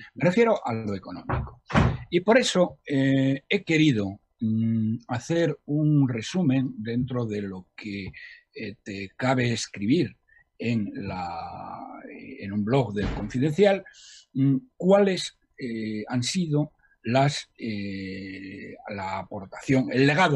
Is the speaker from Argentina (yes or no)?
no; Spain; está negando cosas que no se pueden aceptar como españoles, porque forman parte de nuestra historia